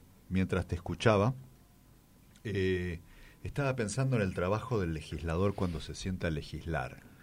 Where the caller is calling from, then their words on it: Andresito, Misiones, Argentina; de Andresito, un oyente.